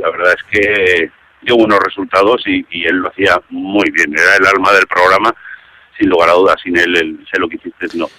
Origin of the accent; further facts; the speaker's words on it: Zaragoza, Aragon, Spain; soy de Zaragoza, pero … Que es mallorquín